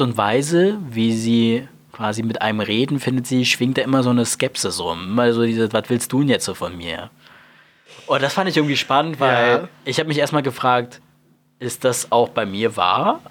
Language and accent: German; Berlin, Germany; Ich bin auch nicht in Berlin geboren. Ich bin zwar als Kleinkind nach Berlin gezogen und auch hier aufgewachsen, aber auch ich bin kein gebürtiger Berliner.